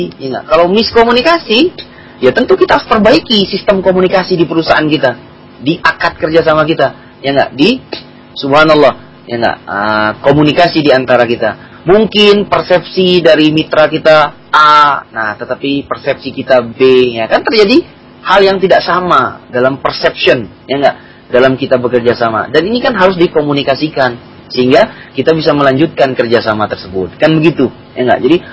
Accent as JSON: {"language": "Indonesian", "town": "Makassar", "region": "South Sulawesi", "country": "Indonesia", "said": "dia asalnya dari Kalimantan, saya asalnya dari Makassar, kan begitu."}